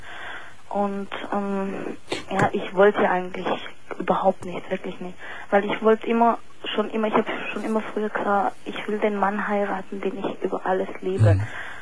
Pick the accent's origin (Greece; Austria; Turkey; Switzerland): Turkey; now in Germany; ich bin Türkin.